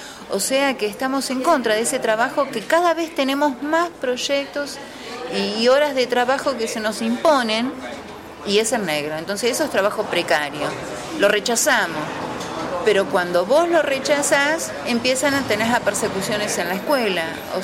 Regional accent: Comodoro Rivadavia, Chubut, Argentina; yo vengo de Chubut, de la ciudad de Comodoro Rivadavia.

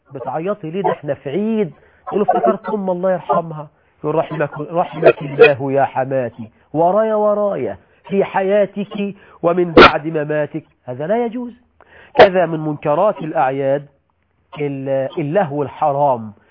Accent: Egypt; ده موجود عندنا في مصر، ما اعرفش بكل الدول العربيه الحال ايه

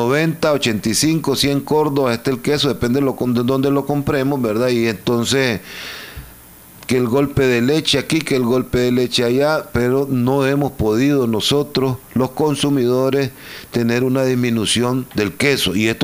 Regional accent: Nicaragua; siempre nosotros como nicaragüenses, como organizaciones, como miembros de esta organización, tratamos de salir adelante

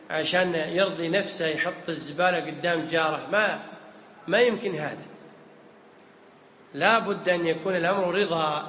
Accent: Kuwait; العرف عندنا في الكويت إن إذا جاءك ضيف تذبح له أول يوم

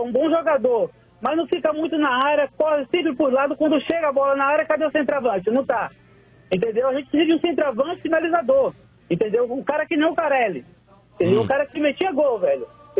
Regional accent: Salvador, Bahia, Brazil; born there; Nasci em Salvador.

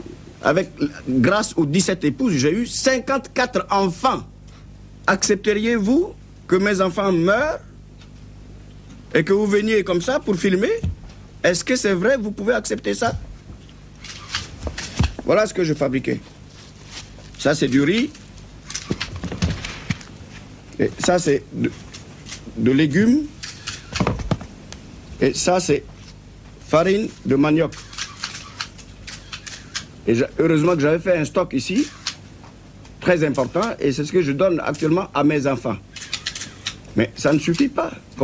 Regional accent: Central African Republic; born there; Et ça, c'est fait dans mon propre pays, par moi-même, dans mon village natal.

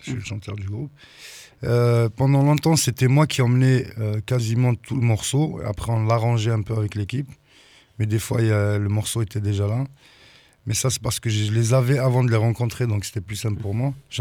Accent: Toulouse, Occitanie, France; On dit qu'on est de Toulouse, mais il y en a qui sont du Gers, du Tarn. Moi, je suis à 20 minutes, mais on va dire qu'on est de Toulouse.

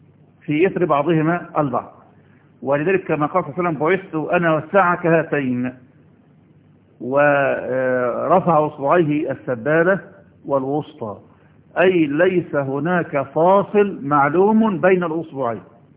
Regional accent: Egypt; ما عندنا في مصر

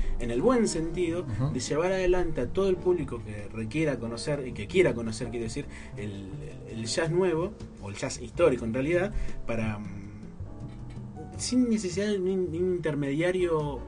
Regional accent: Moreno, Buenos Aires Province, Argentina; hasta, uh-huh, Moreno, de donde vengo yo

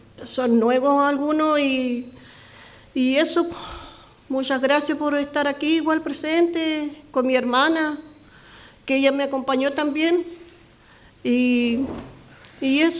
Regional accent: Los Muermos, Los Lagos, Chile; Soy la mamá de … por lo menos yo vengo de Los Muermos, una hora de Puerto a Los Muermos.

